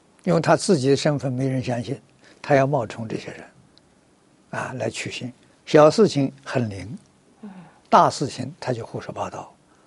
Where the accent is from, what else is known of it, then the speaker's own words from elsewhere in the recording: Fujian, China; 我小时候住福建，福建人很喜欢，很喜欢搞这个